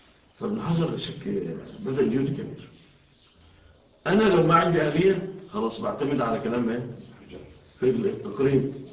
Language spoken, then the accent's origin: Arabic; Egypt; انتوا شوفوا في بلادنا مصر